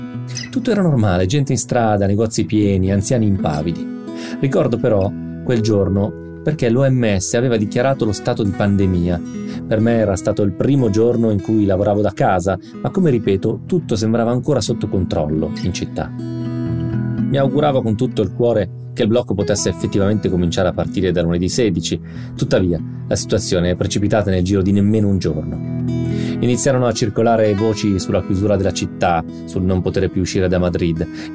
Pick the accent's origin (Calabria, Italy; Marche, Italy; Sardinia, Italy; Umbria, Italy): Marche, Italy; Fermo; 3 di loro sono a Fermo, che è la mia città natale nelle Marche.